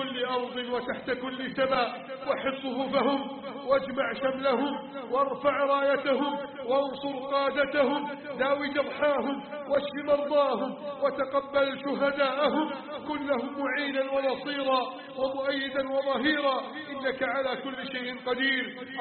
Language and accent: Arabic; Egypt; بلدنا مصر